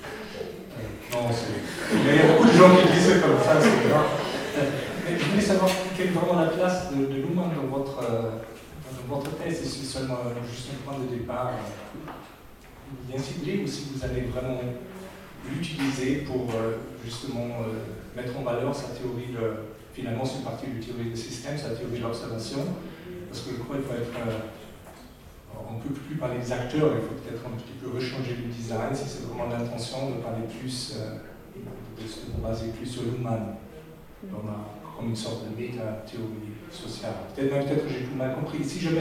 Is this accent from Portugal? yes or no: no; Germany; French is a second language; quand je suis allemand